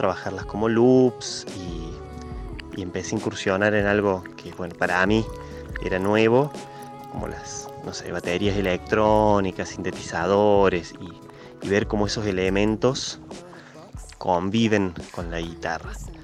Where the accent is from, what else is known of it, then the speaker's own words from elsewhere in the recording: Córdoba, Argentina; soy músico de Córdoba